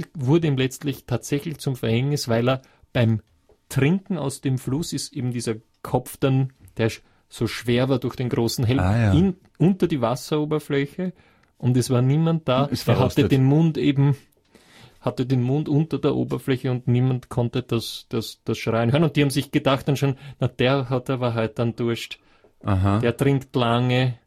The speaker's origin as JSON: {"language": "German", "region": "Vienna", "country": "Austria", "said": "Ich bin ja aus Wien, bin aus Währing, wie Sie richtig gesagt haben, ja. Also 18. Bezirk, ziemlich lässig eigentlich, von Immobilienpreise her. Und ich kenne Wien"}